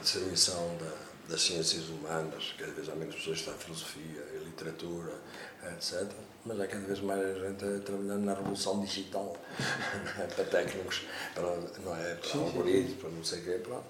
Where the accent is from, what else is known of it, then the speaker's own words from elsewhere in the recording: Portugal; quando temos 48 anos de fascismo em Portugal